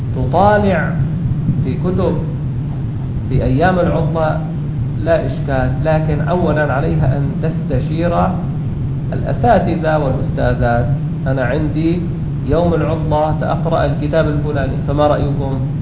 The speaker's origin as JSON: {"language": "Arabic", "town": "Damascus", "region": "Damascus Governorate", "country": "Syria", "said": "كان عندنا في الشام في مسجد، مساجد دمشق"}